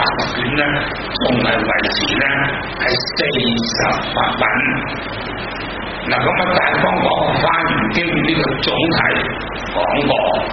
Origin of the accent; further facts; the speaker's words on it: Hong Kong; 如果唔系我哋香港人，都唔会好多人识得呢个印度文